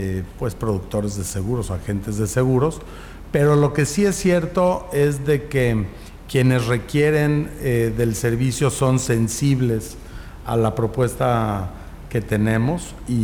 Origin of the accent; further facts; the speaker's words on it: Mexico; born there; pues lo tenemos que hacer nosotros, gente que nacimos en México.